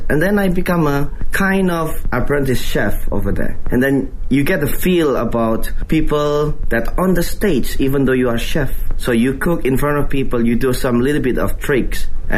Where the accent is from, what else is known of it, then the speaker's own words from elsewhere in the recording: Indonesia; English is a second language; I was born in Indonesia. I'm originally Indonesian, but my father's have a background from south of China. So actually my grandfather was born in Fuzhou.